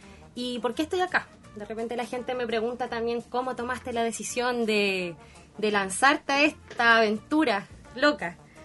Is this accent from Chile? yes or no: yes; Concepción, Biobío, Chile; yo soy penquista, actualmente vivo en Collao, soy de Barrio Norte oriunda, sí.